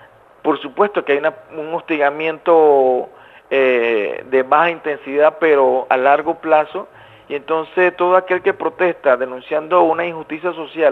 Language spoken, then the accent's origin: Spanish; Panama; hemos estado aquí en Costa Rica en los últimos tiempos dándole cobertura a esto, pese a que nosotros somos de Panamá